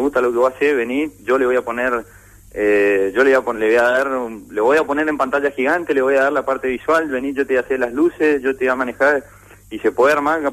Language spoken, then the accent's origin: Spanish; Monte Caseros, Corrientes, Argentina; yo soy de Montecasero